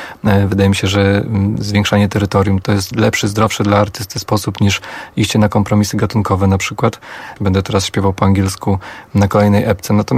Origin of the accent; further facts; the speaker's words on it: Warsaw, Masovian Voivodeship, Poland; Bo ja jestem stąd i ja tu zawsze będę wracał i myślę, że nigdy nie opuszczę Warszawy na zawsze, bo po prostu kocham to miasto